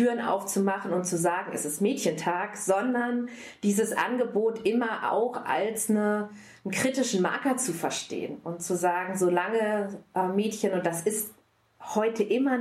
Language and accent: German; North Rhine-Westphalia, Germany; Also ich bin im Ostwestfalen-Lippe groß geworden, da war der Feminismus jetzt nicht unbedingt zu Hause.